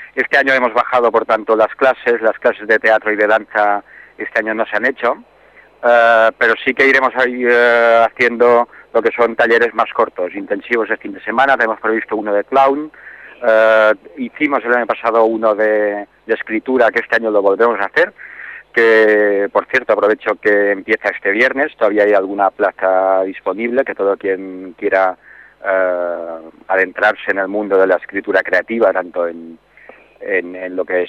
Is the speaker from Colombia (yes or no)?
no; Formentera, Balearic Islands, Spain; also born or lived in Barcelona / Valencia; yo soy de aquí de Formentera, pero estuve en Barcelona y en Valencia, en total fueron 20 años fuera haciendo teatro, y quería volver a Formentera